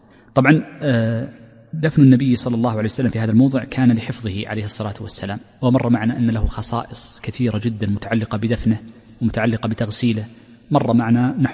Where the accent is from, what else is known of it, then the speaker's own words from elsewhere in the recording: Saudi Arabia; وفي جنوبها أيضا عندنا في تهامة موجود مدافن حجرية.